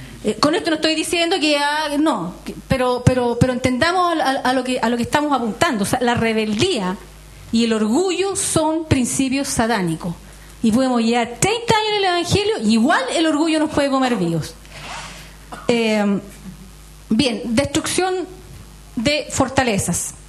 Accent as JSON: {"language": "Spanish", "country": "Chile", "said": "pensamiento y de conducta que tenemos por ser chilenos"}